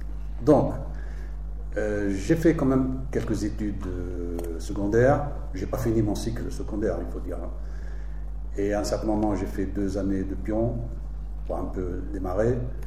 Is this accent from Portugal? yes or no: no; Tunisia; now in France; Donc, moi, je viens de Tunisie.